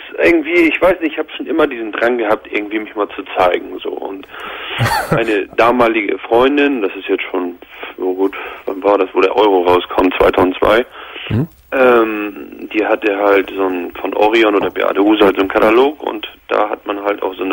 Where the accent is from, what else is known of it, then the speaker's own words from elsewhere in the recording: Hamburg, Germany; ich komme hier aus dem Hamburger Raum.